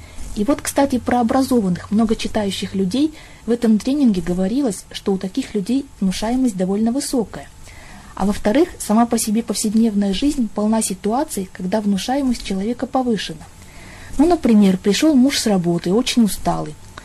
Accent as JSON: {"language": "Russian", "town": "Chelyabinsk", "region": "Chelyabinsk Oblast", "country": "Russia", "said": "Я из Челябинска."}